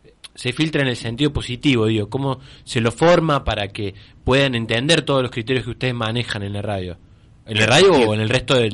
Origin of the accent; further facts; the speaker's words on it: Córdoba, Argentina; Yo soy cordobés.